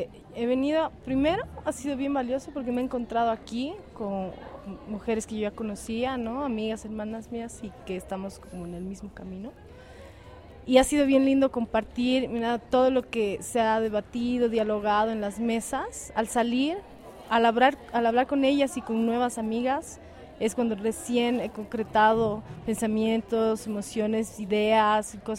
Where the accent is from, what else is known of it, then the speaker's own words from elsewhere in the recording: Oruro, Bolivia; born there; now in La Paz, Bolivia; yo soy boliviana, nací en Oruro, pero vivo en La Paz hace muchos años.